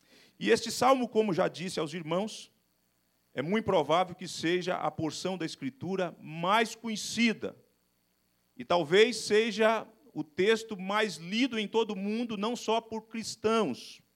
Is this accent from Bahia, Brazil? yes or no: no; Espírito Santo, Brazil; Eu sou um homem que nasci no campo, na zona rural, cresci na zona rural, sou um caipira, portanto. Meu pai era vaqueiro numa fazenda na região de Barra de São Francisco, do estado do Espírito Santo